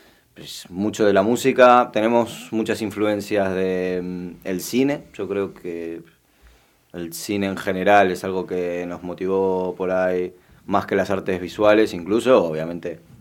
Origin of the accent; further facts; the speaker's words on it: Madrid, Community of Madrid, Spain; now in Argentina; yo toda mi infancia la viví en Madrid. Yo en realidad me crié desde los 5 hasta los 15 en España. Y luego, bueno, pues luego volví.